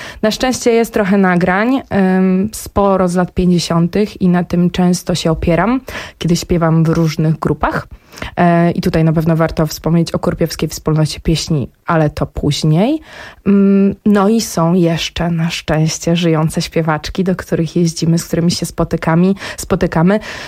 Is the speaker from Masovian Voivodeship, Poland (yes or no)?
yes; Jednorożec, Masovian Voivodeship, Poland; dołączyłam do zespołu regionalnego, który powstał w mojej rodzinnej miejscowości, w miejscowości Jednorożec, jednej, jedynej w Polsce takiej.